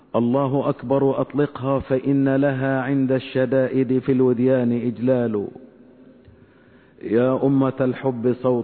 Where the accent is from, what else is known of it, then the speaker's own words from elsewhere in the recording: Egypt; نسأل الله تبارك وتعالى أن يحفظ بلادنا مصر من كل مكروه وسوء.